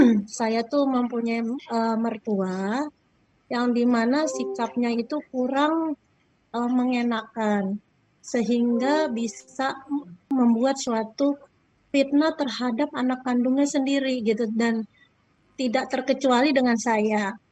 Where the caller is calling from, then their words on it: Bekasi, West Java, Indonesia; Saya dari Bekasi, Pak.